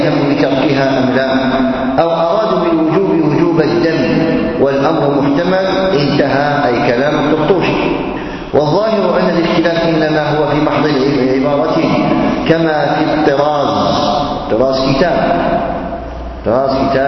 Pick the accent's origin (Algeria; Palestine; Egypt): Algeria; مجلة تصدر عندنا في الجزائر